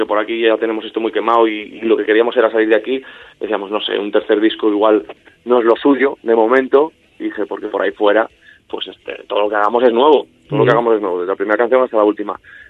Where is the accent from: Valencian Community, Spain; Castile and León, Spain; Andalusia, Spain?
Castile and León, Spain; Benavides de Órbigo; él es de aquí de mi pueblo, somos del mismo, de Benavides de Órbigo